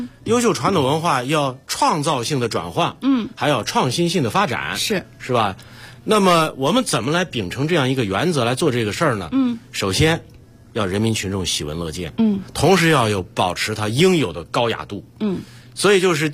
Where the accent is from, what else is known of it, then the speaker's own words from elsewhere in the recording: Xi'an, Shaanxi, China; 这是曹学密也我们老乡，都是陕西人。那个他是渭南的，我是西安的，但我们都是关中的。